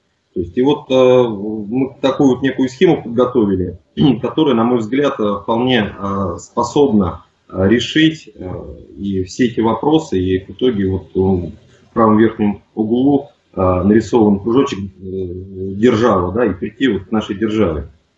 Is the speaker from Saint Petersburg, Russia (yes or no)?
no; Nizhny Novgorod, Nizhny Novgorod Oblast, Russia; я из Нижнего Новгорода, предприниматель.